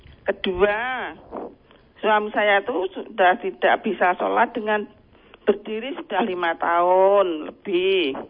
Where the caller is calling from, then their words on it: Mojosongo, Central Java, Indonesia; Dari Mojosongo.